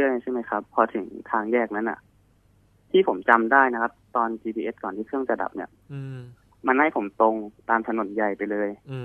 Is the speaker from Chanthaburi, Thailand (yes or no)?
yes; Chanthaburi, Thailand; also born or lived in Nakhon Pathom; คือผมเนี่ยเป็นคนที่เกิดที่นครปฐมนะครับ